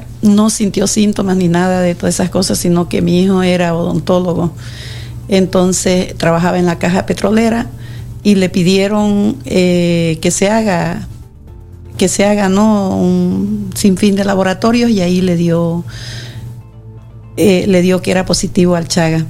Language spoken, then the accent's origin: Spanish; Terevinto, Santa Cruz, Bolivia; Soy de Santa Cruz, pero de un pueblo que se llama Terevinto, donde...